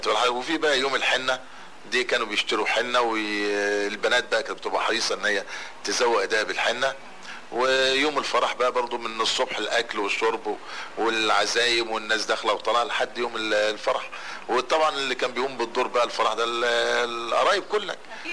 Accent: Damanhur, Beheira, Egypt; أنا من أبناء مدينة دمنهور، واتولدت في شبرا في شارع الجيشي.

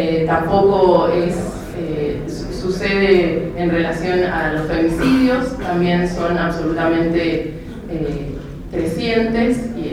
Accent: Mendoza, Argentina; Y bueno, contarles que soy de Mendoza, de La Mosquitera.

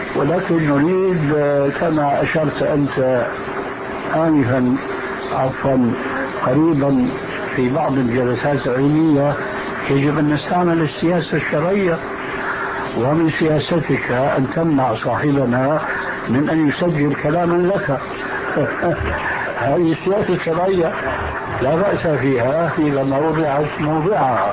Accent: Syria; وأنا كما يقولون عندنا في سوريا العبد الفقير

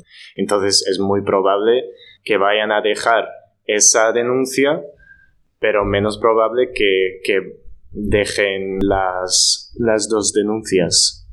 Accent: Netherlands; Spanish is a second language; now in Spain; además soy extranjero, soy de Holanda, no puedo comparar cómo es la situación en España como con la holandesa

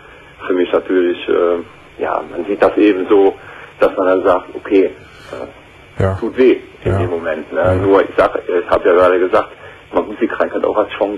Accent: Aachen, North Rhine-Westphalia, Germany; also ich komme aus der Region von Aachen, ich

